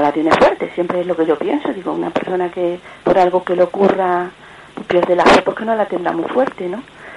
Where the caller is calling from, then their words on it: Córdoba, Andalusia, Spain; soy de Córdoba.